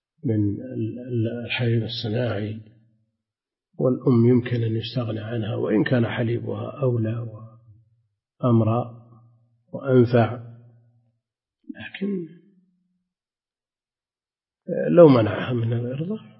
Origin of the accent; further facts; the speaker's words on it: Najd, Saudi Arabia; عندنا في نجد الأثر ظاهر.